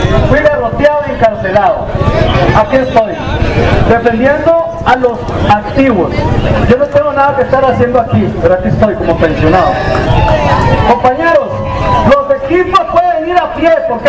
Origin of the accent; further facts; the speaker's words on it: Punta Arenas, Magallanes, Chile; Yo soy de Punta Arenas.